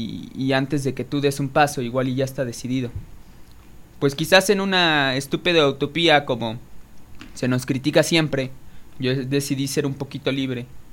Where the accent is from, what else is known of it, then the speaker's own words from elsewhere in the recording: Nezahualcóyotl, State of Mexico, Mexico; soy clase mediero. Y soy clase mediero de Nesa, y cuando eres de un lugar así, o tan siquiera de donde yo vengo, la realidad es innegable.